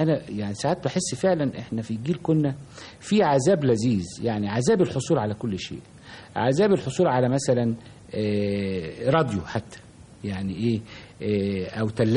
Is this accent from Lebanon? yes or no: no; Damietta, Damietta Governorate, Egypt; لان انا كنت تربيت طفولتي في دمياط، ودمياط كان لها تقاليد مختلفة كثيرا عن القاهرة.